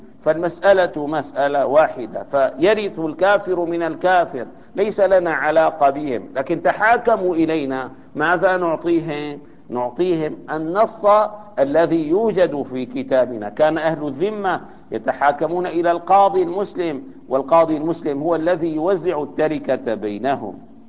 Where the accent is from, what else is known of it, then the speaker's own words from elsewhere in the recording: Syria; يعني عندنا الآن مثلا في سوريا